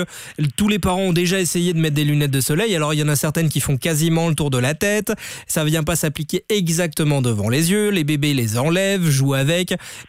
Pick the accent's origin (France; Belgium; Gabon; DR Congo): Belgium; Mais il y a quand même du soleil, il paraît, de temps en temps chez nous en Belgique.